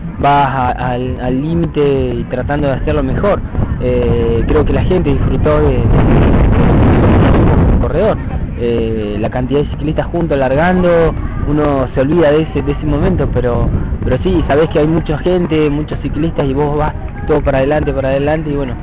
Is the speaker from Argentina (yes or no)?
yes; General Roca, Río Negro, Argentina; decimos que somos roquenses, que somos argentinos.